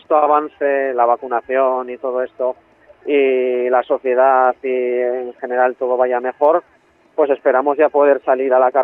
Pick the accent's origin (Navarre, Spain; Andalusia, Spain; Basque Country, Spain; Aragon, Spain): Navarre, Spain; Tudela; yo soy de Tudela, de Navarra, y el resto del grupo son de la provincia de Zaragoza.